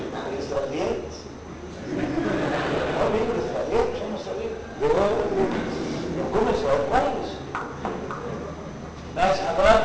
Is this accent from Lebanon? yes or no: no; Egypt; أنا مصري وأبويا مصري